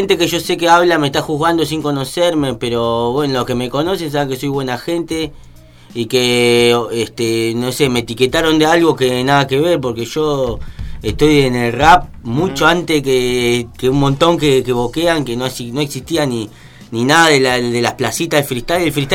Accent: Argentina; como en los Estados Unidos, que no tenemos aguante porque somos argentinos, pero acá hay aguante.

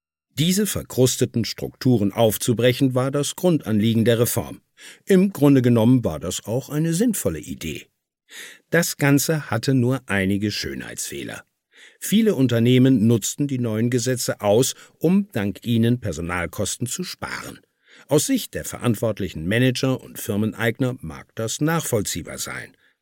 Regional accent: Cologne, North Rhine-Westphalia, Germany; Man sieht die Misere zum Beispiel in meiner Heimatstadt Köln.

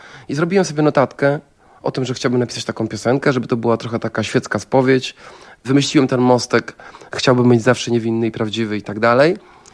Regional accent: Wrocław, Lower Silesian Voivodeship, Poland; A ja nie jestem chłopakiem z Trójkąta. Jestem chłopakiem z jednej z najlepszych dzielnic we Wrocławiu, Biskupina.

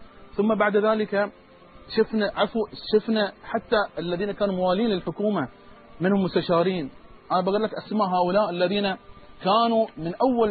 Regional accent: Bahrain; إحنا كبحرينيين أخاطب من القناة

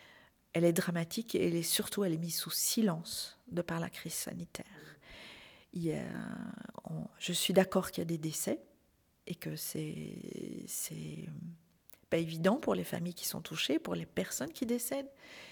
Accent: Belgium; puisque je suis belge

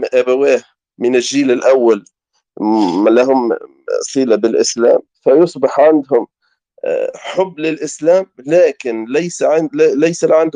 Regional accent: Tunisia; now in France; هو تربى هنا في فرنسا يا أخي، وأنا تربيت في تونس

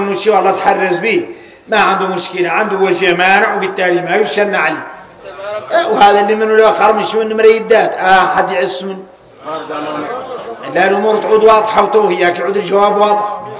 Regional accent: Mauritania; احنا موريتاني عندنا شيء شريعه وعندنا شيء ذريعه

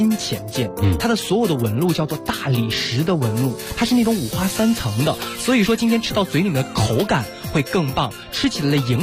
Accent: Inner Mongolia, China; 其实我自己是内蒙人，

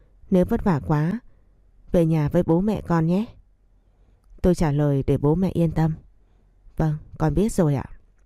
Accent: Cao Bằng, Vietnam; Tôi sinh ra và lớn lên ở Cao Bằng. Bố mẹ tôi làm nông nên vất vả, và nhà tôi nghèo lắm.

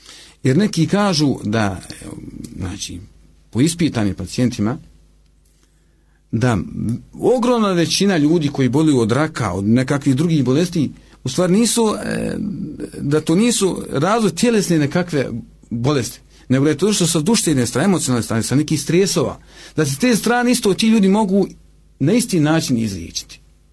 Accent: Bosnia & Herzegovina; ne ilazi u susret alternativnicima kod nas u Bosni, i ne samo kod nas u Bosni

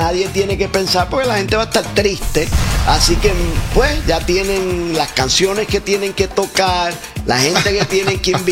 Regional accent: Vega Alta, Puerto Rico; moved away as an adult; now in New York, United States; yo soy de Vega Alta. Estuve en Vega Alta, Puerto Rico, hasta que me gradué de la Universidad de Puerto Rico, y entonces me vine para acá a los 19 años. Cumplí los 20 años llegando a Nueva York

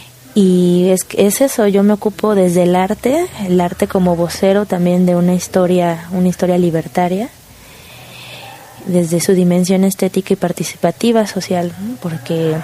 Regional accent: Veracruz, Mexico; mi ciudad natal, que es el puerto de Veracruz

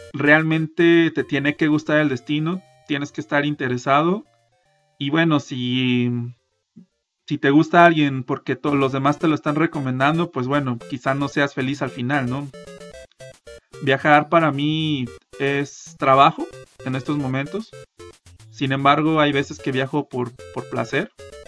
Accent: Mexico; estoy en Guadalajara, Jalisco, México, el mejor país de toda Latinoamérica, siendo que yo soy mexicano, obviamente.

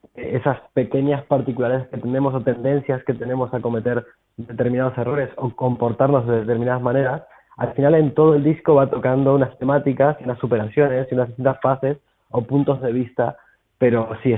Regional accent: Argentina; now in Barcelona, Spain; Sí, yo soy argentino.

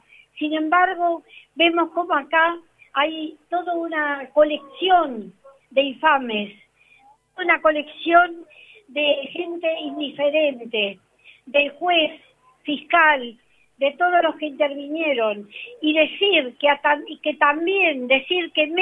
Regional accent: Argentina; Me da vergüenza como argentina

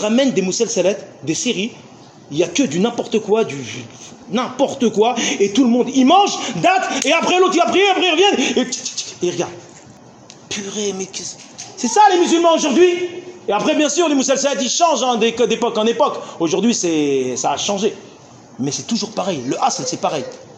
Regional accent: Tunisia; moi je viens de Tunisie

